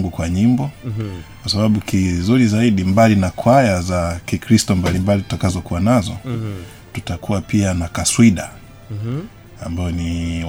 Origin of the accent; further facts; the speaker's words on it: Tanzania; Sisi ni Watanzania